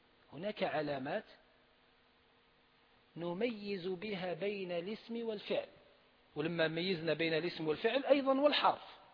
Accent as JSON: {"language": "Arabic", "country": "Algeria", "said": "احنا عندنا في الجزائر ما نعبروش عليه بالخفض"}